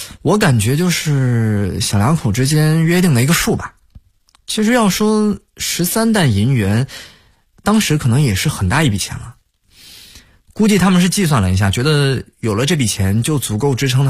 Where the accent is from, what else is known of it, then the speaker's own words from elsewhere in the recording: Fujian, China; 我的老家是在福建闽南的山区里，那边有个小村子叫做粗坑